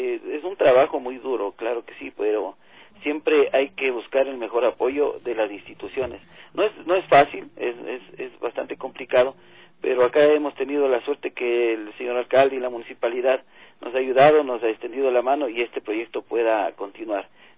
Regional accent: Ecuador; somos ecuatorianos, somos latinos

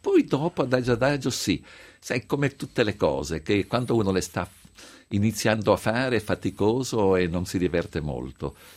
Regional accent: Genoa, Liguria, Italy; non perché sono genovese

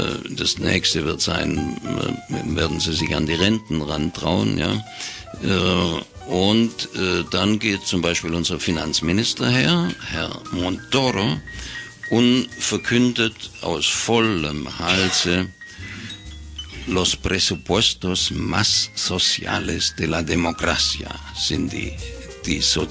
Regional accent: Baden-Württemberg, Germany; wie man bei uns im Schwabenland sagt

